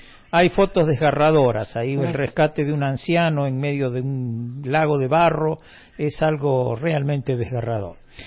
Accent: Capilla del Monte, Córdoba, Argentina; moved away; Muchos años después que yo me fui de Capilla del Monte, pasaron los años y alguna vez volví

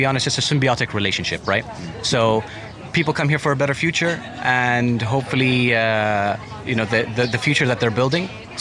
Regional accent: Qatar; English is a second language; Second question is, where are you from? Qatar.

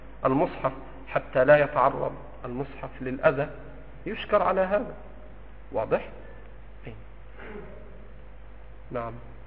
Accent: Egypt; في مثل بلدنا مصر

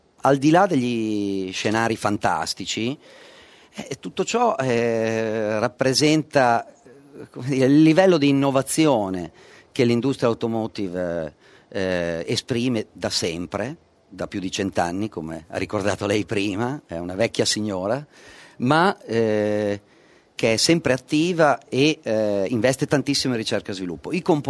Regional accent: Emilia-Romagna, Italy; non posso da emiliano dire

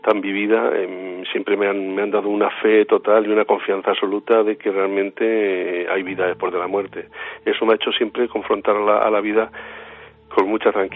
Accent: Alarcón, Castilla-La Mancha, Spain; el pantano de mi pueblo, el pantano de Alarcón

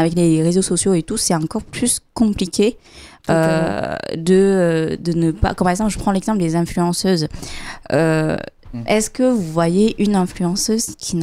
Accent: Vietnam; là, je parle en tant que vietnamienne, je sais qu'au Vietnam, les tatouages sont très mal vus

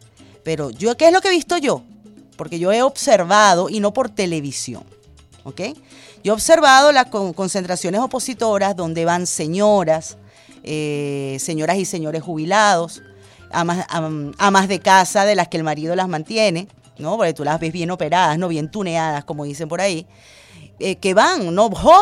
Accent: Venezuela; voy a hablar como ciudadana venezolana.

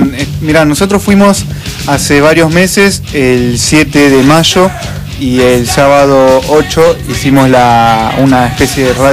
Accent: Derqui, Buenos Aires, Argentina; Los referentes, yo que soy de otro lado, ¿no? Soy de Derqui.

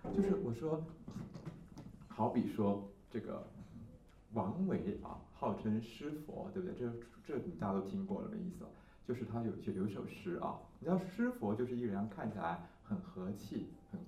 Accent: Taiwan; 可是因为我们台湾是相思树的产地，所以我们台湾人知道说相思树是很毒的

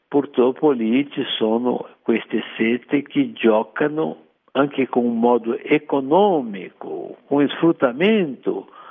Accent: Rio de Janeiro, Brazil; Italian is a second language; Come già ti ho detto, sono del Rio de Janeiro e lì c'è il carnevale, no?

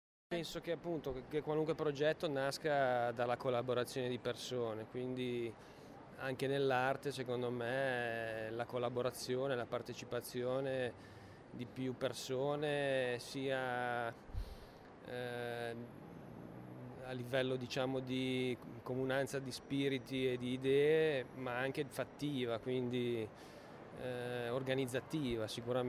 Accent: Liguria, Italy; Io sono ligure

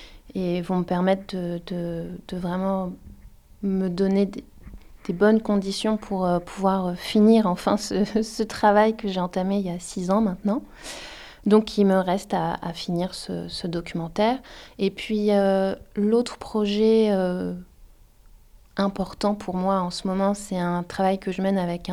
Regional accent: France; en tant que Française, en tant que blanche

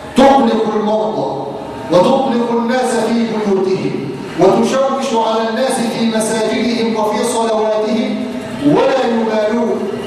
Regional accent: Egypt; نسأله أن يجعل بلادنا مصر آمنة مطمئنة

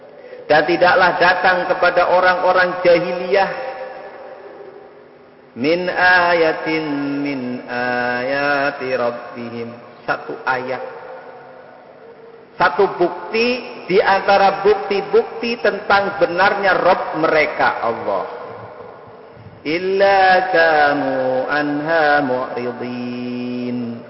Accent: Java, Indonesia; kita sebagai orang Jawa, tidak mungkin langsung memahami, wong itu bahasa Arab.

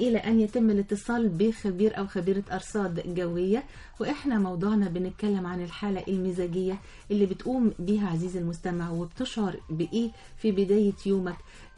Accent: Asyut, Asyut Governorate, Egypt; من أسيوط،

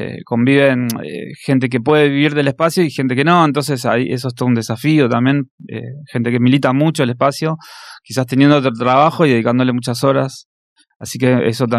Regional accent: La Matanza, Buenos Aires Province, Argentina; Soy de La Matanza.

